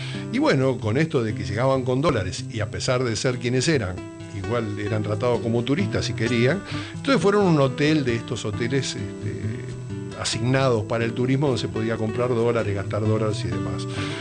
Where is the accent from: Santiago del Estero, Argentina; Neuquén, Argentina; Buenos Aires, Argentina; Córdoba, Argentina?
Buenos Aires, Argentina; Pero los que somos de acá, de Buenos Aires capital